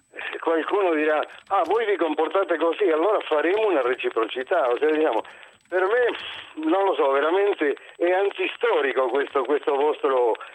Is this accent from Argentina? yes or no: yes; Argentina; Italian is a second language; io sono argentino e vi dico che Buenos Aires è stata la città più cosmopolita all'inizio del Novecento